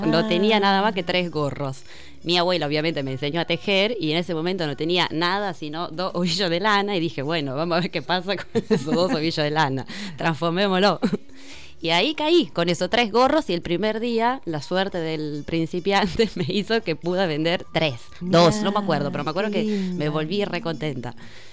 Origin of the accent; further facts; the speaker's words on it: Pesaro, Marche, Italy; born there; Spanish is a second language; moved away; Es un pueblito en el Mediterráneo, Adriático, uh-huh. enfrente de Croacia, un lugarcito hermoso. Y llegué acá en el 2016